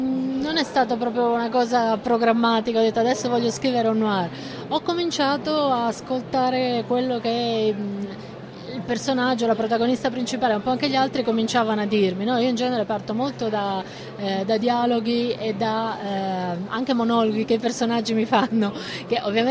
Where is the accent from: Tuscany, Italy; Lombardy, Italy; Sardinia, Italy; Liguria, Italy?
Liguria, Italy; io sono nata per esempio in Liguria, da una famiglia meridionale, abitavamo in un quartiere di meridionali emigrati, quindi comunque anche proletari